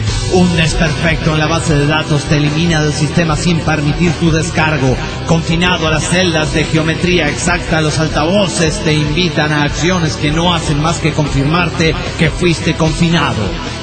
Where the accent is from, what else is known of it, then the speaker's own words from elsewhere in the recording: Monterrey, Nuevo León, Mexico; de Monterrey, Nuevo León, México.